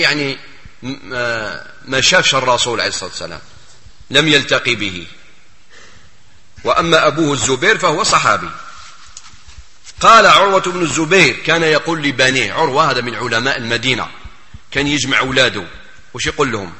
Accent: Algeria; في بلادنا الجزائر

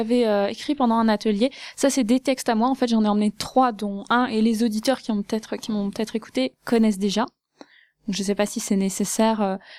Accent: Grand Est, France; now in Vosges, France; quand je suis arrivée au Thio, parce que oui, j'ai quitté l'Alsace pour venir m'enterrer dans les Vosges

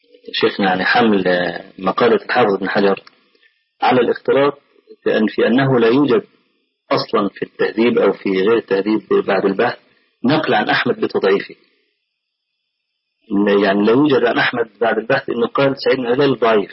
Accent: Egypt; فأخذها بعض أهل بعض الناس عندنا في مصر

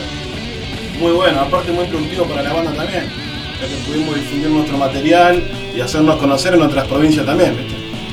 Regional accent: Guernica, Buenos Aires Province, Argentina; somos de Guernica, tres somos de Guernica, uno de Gledo, de la estación, y bueno, de aquello lado, de Zona

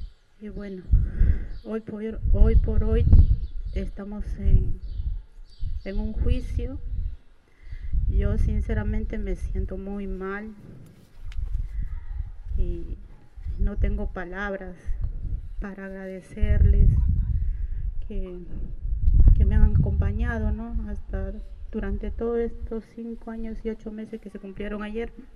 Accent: Peru; yo soy extranjera, soy peruana

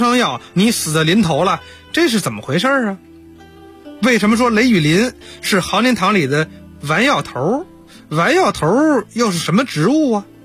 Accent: Beijing, China; 咱们北京话

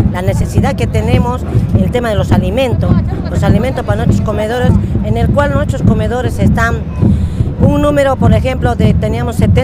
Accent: La Matanza, Buenos Aires Province, Argentina; de Matanza, soy la que coordina y una candidata más a concejala

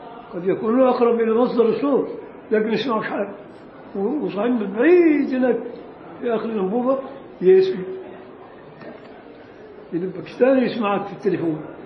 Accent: Egypt; عادة عندنا في مصر ما يسمعش

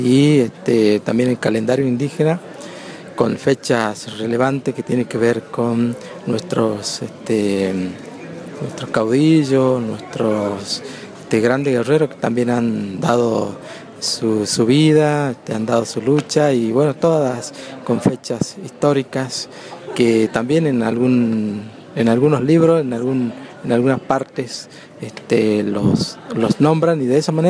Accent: Tartagal, Salta, Argentina; yo soy comunicador indígena del pueblo Nación Guaraní y vengo de Tartagal, Salta.

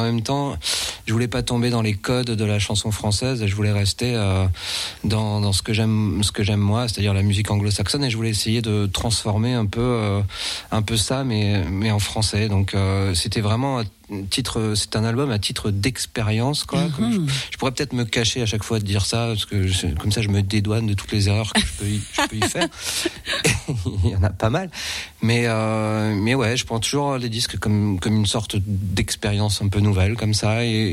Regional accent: France; quand on écrit en anglais, on se donne un tout petit, et qu'on est français, on se donne un tout petit peu moins dans le texte

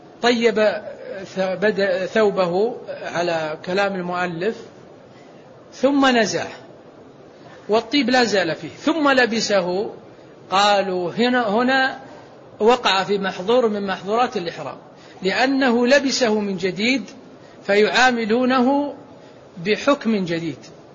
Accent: Saudi Arabia; مثل البشوت التي عندنا في السعودية

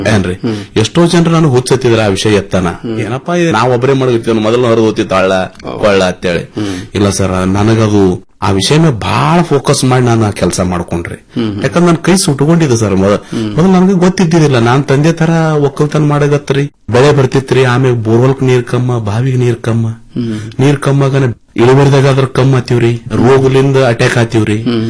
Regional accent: Mashala, Karnataka, India; ನಾನು ಹುಟ್ಟೂರು ಮಾಶಾಳ, ತಾಲೂಕ ಅಫಜಲ್ಪುರ, ಇದೇ ಕಲಬುರಗಿ ಜಿಲ್ಲೆ.

